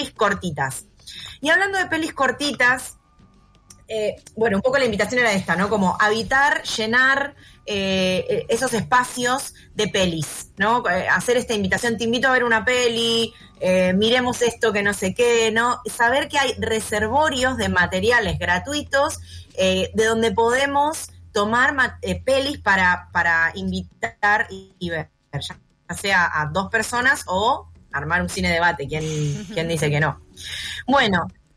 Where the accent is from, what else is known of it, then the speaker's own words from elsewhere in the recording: González Catán, Buenos Aires Province, Argentina; Me crié en Catán y se filmaron en Catán